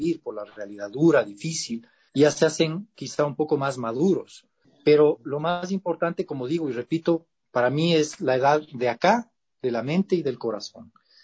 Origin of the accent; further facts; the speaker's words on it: Quito, Pichincha, Ecuador; Yo soy orgullosamente quiteño, nacido en el barrio de la Mama, en la zona de la Mama Cuchar, en Quito.